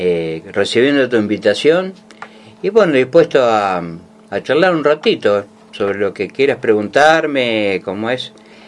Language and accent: Spanish; Venado Tuerto, Santa Fe, Argentina; nací en Venado Tuerto, nací en 1963, como dijo … con Kennedy a la cabeza. Ajá. Y bueno, sí, nací, me crié en Venado